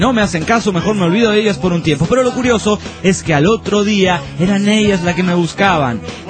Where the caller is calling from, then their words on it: Costa Rica; de Costa Rica.